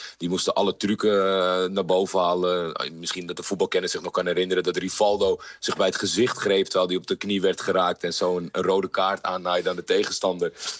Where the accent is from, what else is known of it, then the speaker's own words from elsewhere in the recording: Netherlands; kijk, ik ben in Nederland opgegroeid, dus dan vier je eigenlijk alleen plek 1.